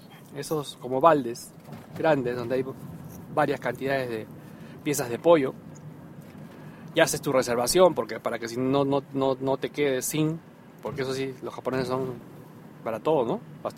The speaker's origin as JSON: {"language": "Spanish", "country": "Peru", "said": "No se espera hasta las 12, como en mi país, por ejemplo. En Perú sí esperábamos hasta las 12"}